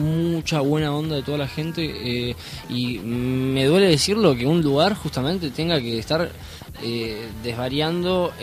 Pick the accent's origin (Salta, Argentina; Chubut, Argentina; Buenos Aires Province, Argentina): Buenos Aires Province, Argentina; Ituzaingó; nosotros somos de Padua, de Ituzaingó.